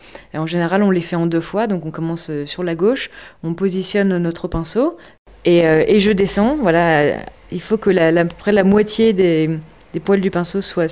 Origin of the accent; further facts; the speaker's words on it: Épinal, Grand Est, France; Alors je viens d'Épinal, je suis graphiste et peintre en lettres, et installée ici depuis 3 mois.